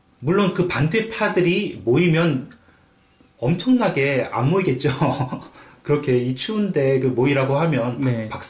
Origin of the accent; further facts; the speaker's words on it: South Korea; 제가 이제 저도 한국 사람이지만